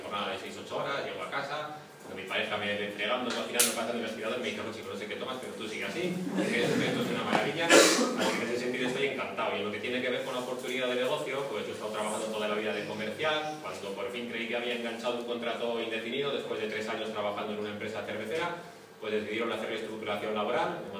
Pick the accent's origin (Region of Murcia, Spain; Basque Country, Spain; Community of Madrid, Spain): Basque Country, Spain; Bilbao; Buenas tardes … tengo 42 años y vengo de Bilbao.